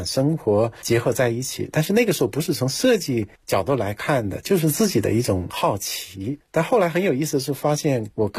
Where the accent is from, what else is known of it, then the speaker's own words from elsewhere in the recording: southern China, China; 因为我从小就生活在农村，这个在农村因为从小就独立生活，所以自己必须去解决自己生活中几乎所有的难题，你必须 在各种天气条件之下，在南方那种泥泞的道路上去上学